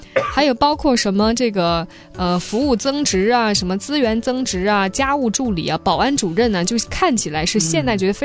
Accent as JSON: {"language": "Chinese", "country": "China", "said": "这是对于我从大陆来的，我看他哎这本书觉得还挺有启发"}